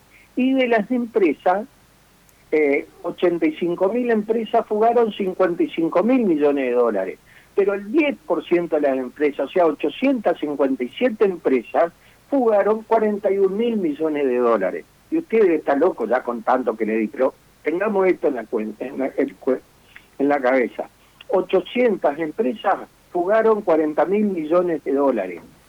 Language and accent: Spanish; Argentina; ¿Cuántos somos los argentinos? 47 millones.